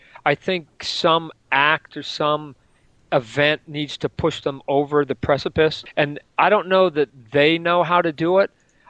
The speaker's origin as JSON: {"language": "English", "town": "Calgary", "region": "Alberta", "country": "Canada", "said": "I'm a Canadian kid living in Calgary at the time."}